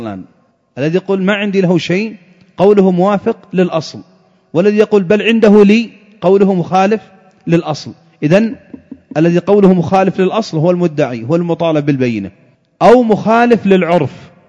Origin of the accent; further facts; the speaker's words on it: Yemen; فإذا كان المتنازع عليه مثلا عندنا في اليمن سلاحا آلي أو جنبية أو غترة